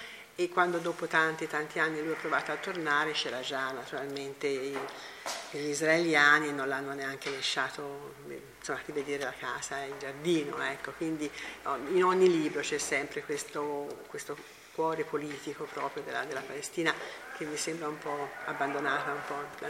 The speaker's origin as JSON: {"language": "Italian", "town": "Amman", "region": "Amman Governorate", "country": "Jordan", "tie": "born or raised there", "second_language": "Italian", "said": "E per me, sono cresciuta in Amman, sempre sentito da questa casa."}